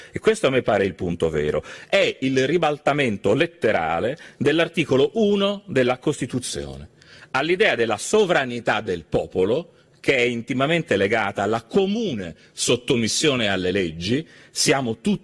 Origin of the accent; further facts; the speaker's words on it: Florence, Tuscany, Italy; Se uno si chiede perché, da fiorentino, com'è possibile che questo sia avvenuto, da fiorentino non posso dimenticare